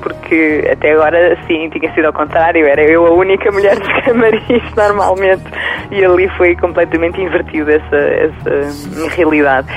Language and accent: Portuguese; Portugal; pois, mas eu sou portuguesa, não sou espanhola